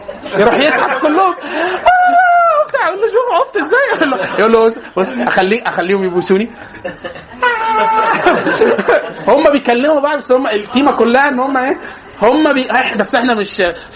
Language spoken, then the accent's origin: Arabic; Egypt; احنا عندنا في مصر لازم نفترق مطبات عند النور